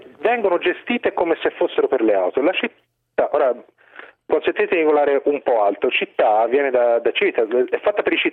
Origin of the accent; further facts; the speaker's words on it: Tuscany, Italy; anche se sono toscano